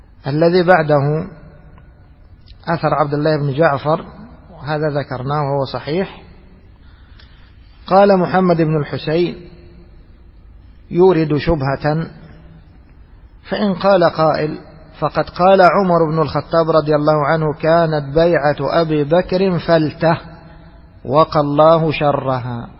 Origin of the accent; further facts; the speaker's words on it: Egypt; مثل اللي احنا نسميها عندنا في مصر الغرارة، شوال كبير